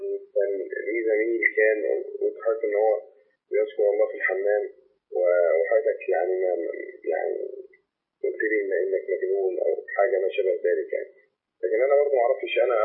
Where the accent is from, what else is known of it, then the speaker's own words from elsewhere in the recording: Cairo, Cairo Governorate, Egypt; أنا من القاهرة من شارع الهرم.